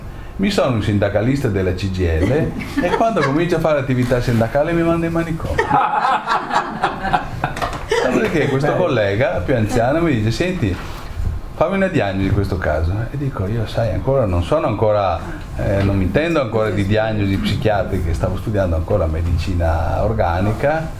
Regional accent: Venice, Veneto, Italy; io sono di Venezia

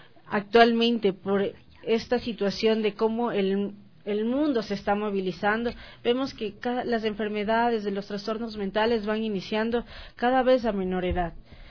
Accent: Ecuador; Nosotros como ecuatorianos tenemos más la idiosincrasia de necesitar más

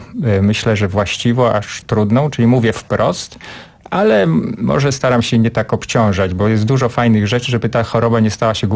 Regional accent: Podlaskie Voivodeship, Poland; główna rzecz dzieje się na Podlasiu, skąd pochodzę i przypomina to wieś moich dziadków, która dla mnie była rajem dzieciństwa

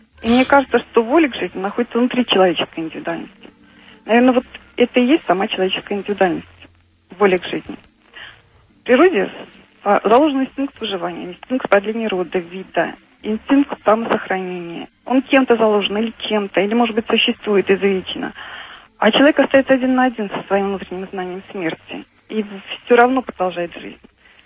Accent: Ulyanovsk, Ulyanovsk Oblast, Russia; Да, я из Ульяновска.

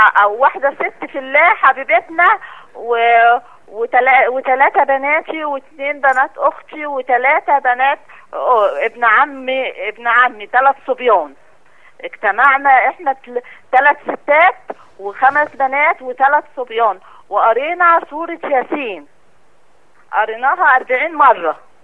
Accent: Alexandria, Alexandria Governorate, Egypt; من اسكندرية.

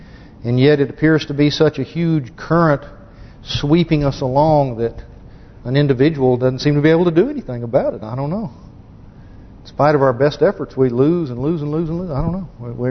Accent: United States; I'm an American, obviously.

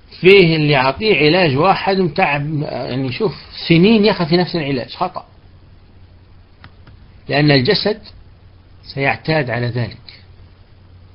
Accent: Libya; احنا عندنا في ليبيا ناي مرات نقول لهم جيبوا لنا البخور الليبي، عندنا بخور احنا ليبي معروف

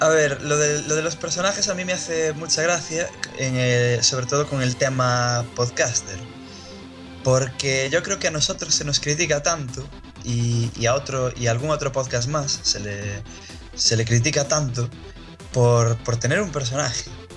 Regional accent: Spain; born there; me da igual ser de España que ser de cualquier otro sitio. Entonces, me da igual que hables mal de mi tierra, porque mi tierra es mi tierra solo porque nací ahí.

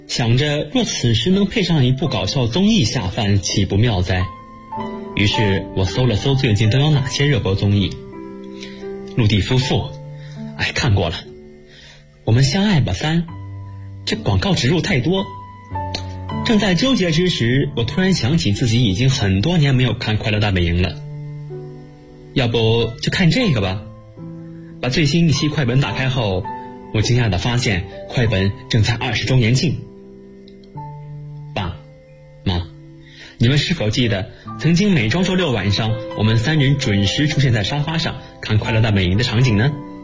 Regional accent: Yiyang, Hunan, China; now in Nanjing, China; 来自湖南益阳，我现在在南京大学，距离我的家乡998千米

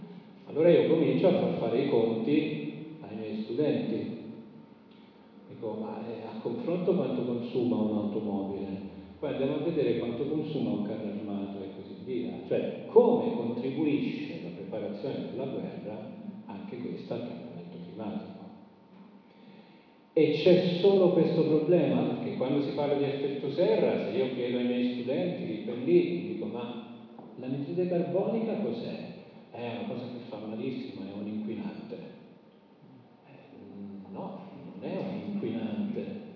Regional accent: Comiso, Sicily, Italy; sono originario della Sicilia, di Comiso, provincia di Ragusa.

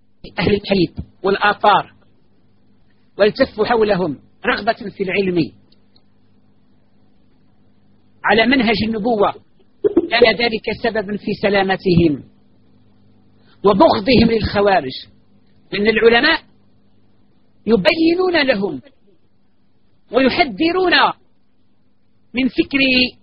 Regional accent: Algeria; وهذا قد حدث عندنا في الجزائر وفي غير الجزائر

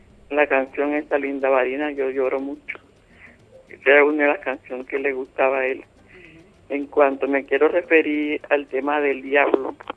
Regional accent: Aracataca, Magdalena, Colombia; Sí, entonces yo te hablo de mi pueblo

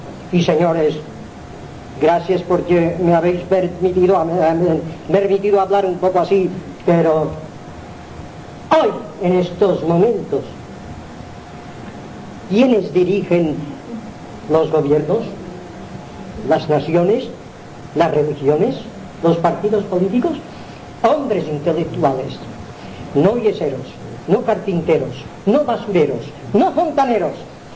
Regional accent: Balearic Islands, Spain; las forasteradas estas, soy mallorquín

